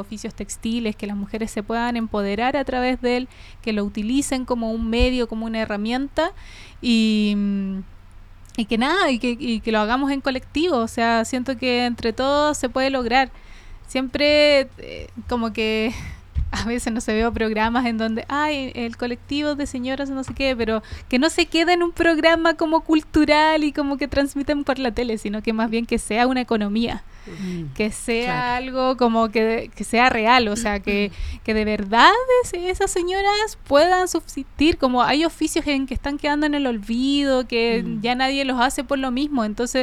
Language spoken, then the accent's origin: Spanish; Coltauco, O'Higgins, Chile; yo crecí en el campo, yo crecí en Coltauco, que es una comuna de la sexta región